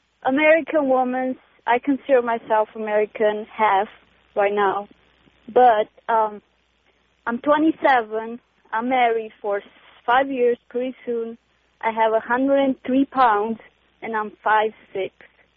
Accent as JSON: {"language": "English", "country": "Romania", "second_language": "English", "lives_now": "United States", "said": "Hey, first of all, I want to apologize for my accent. I'm from Romania"}